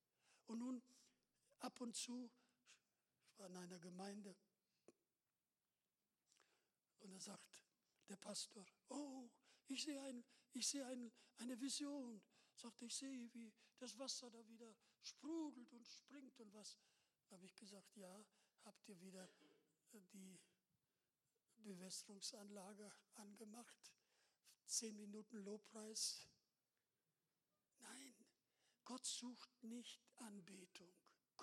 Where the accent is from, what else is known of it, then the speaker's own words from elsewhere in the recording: Russia; wir kommen aus Russland und wir kennen auch die Frömmigkeit